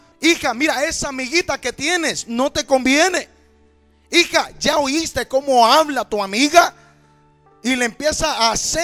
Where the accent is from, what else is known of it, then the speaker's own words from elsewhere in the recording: Honduras; now in United States; me arranqué como buen catracho, como buen hondureño, con una decisión en mi mente, buscando un mejor futuro